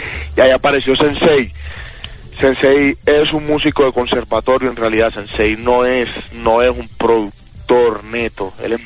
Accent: Montería, Córdoba, Colombia; Yo soy de Montería.

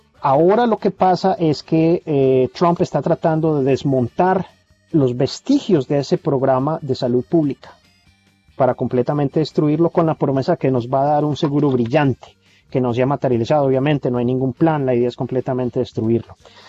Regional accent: Colombia; now in United States; yo ahora tengo documentos y soy doble ciudadano, soy colombiano y estadounidense, pero viví 14 años como indocumentado.

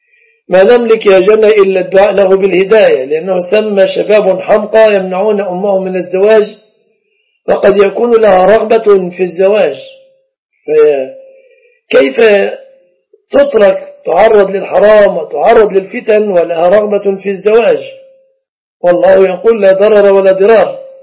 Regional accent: Egypt; أما في التقييد الكلي فالشبكة في بلادنا مصر من الصداق

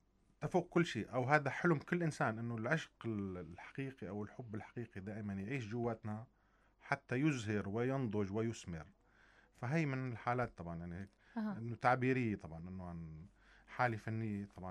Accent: Syria; طبعا رسالتي انا كفنان سوري

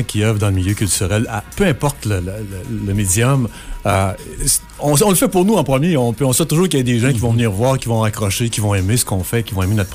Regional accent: La Tuque, Quebec, Canada; moi, je suis originaire de la Tuque, hein, alors au mois de mai, on nageait

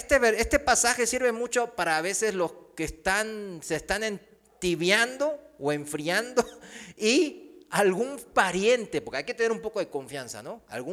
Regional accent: South Korea; Spanish is a second language; now in Mexico; Aquí en México, yo, aunque sea coreano, pues yo me siento mexicano

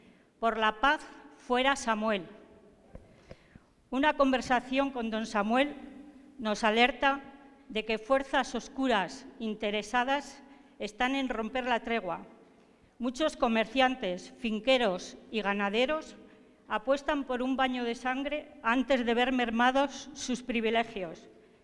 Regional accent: Zaragoza, Aragon, Spain; vengo de Zaragoza, de España

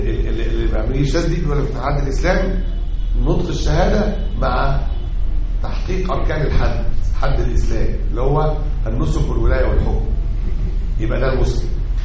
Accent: Egypt; أعني مسألة الأحداث الأخيرة اللي عندنا في مصر دي

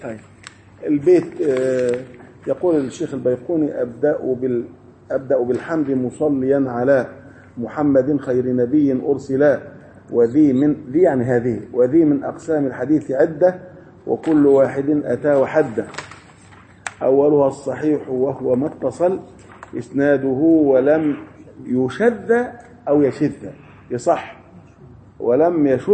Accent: Faiyum, Faiyum Governorate, Egypt; عندنا في الفيوم

